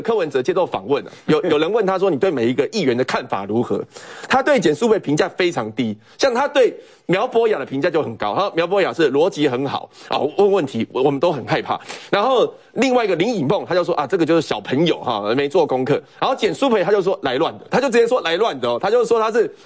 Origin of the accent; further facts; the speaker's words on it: Taiwan; 让我们台湾人的那个学术能力提高很多